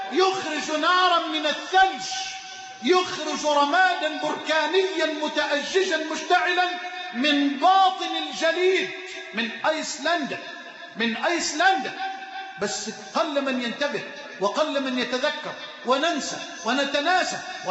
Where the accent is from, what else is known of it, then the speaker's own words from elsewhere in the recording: Egypt; اللهم اجعل بلدنا مصر أمنا أمانا، سخاء رخاء